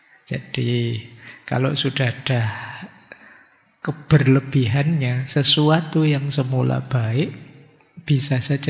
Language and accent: Indonesian; Java, Indonesia; karena saya orang Jawa. Ngertinya juga tentang Jawa.